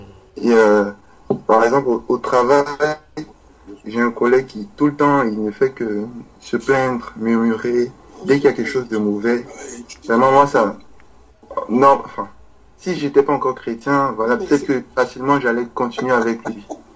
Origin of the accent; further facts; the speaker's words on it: Côte d’Ivoire; avec son accent, comme je suis ivoirien, je me suis rendu compte qu'elle était ivoirienne aussi